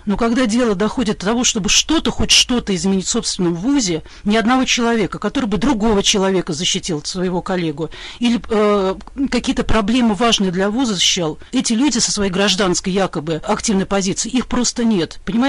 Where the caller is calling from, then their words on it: Saint Petersburg, Russia; я преподаватель из Санкт-Петербурга.